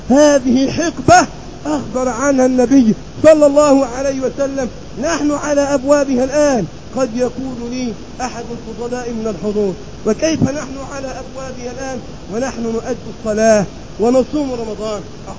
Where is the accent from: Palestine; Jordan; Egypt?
Egypt; الرجل الذي يأتي في سفرات إلى بلدنا مصر ليقضي بعض المصالح